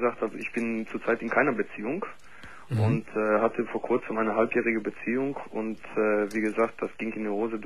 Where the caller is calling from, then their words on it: Gelsenkirchen, North Rhine-Westphalia, Germany; Ich komme nämlich aus Gelsenkirchen im Ruhrpott.